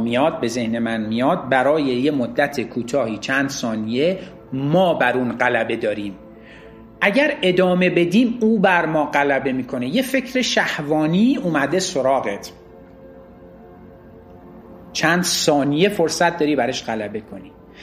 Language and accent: Persian; Iran; ما ایرانی هستیم، باهوشیم مثلا.